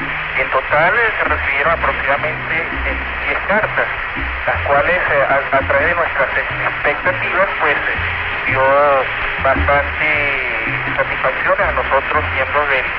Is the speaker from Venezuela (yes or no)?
yes; Venezuela; lamentablemente por problemas del correo aquí en mi país, en Venezuela, no pudieron llegar a tiempo